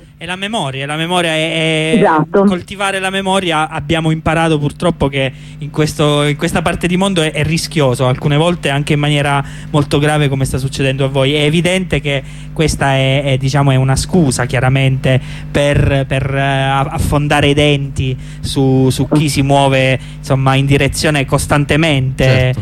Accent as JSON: {"language": "Italian", "town": "Giulianova", "region": "Abruzzo", "country": "Italy", "said": "Uno in Abruzzo, insomma, nella mia terra, Giulianova"}